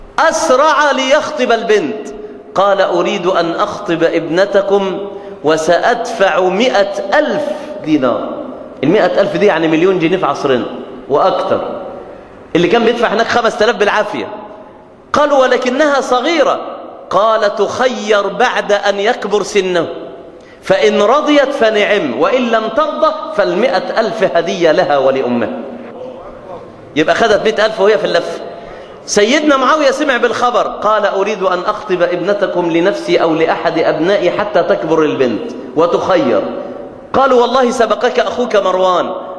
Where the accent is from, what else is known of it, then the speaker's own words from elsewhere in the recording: Mansoura, Dakahlia, Egypt; بلغة الفلاحين عندنا في المنصورة